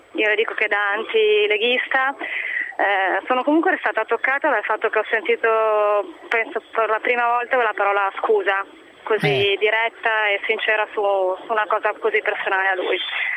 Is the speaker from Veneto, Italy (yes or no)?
yes; Verona, Veneto, Italy; Io poi sono di Verona, quindi.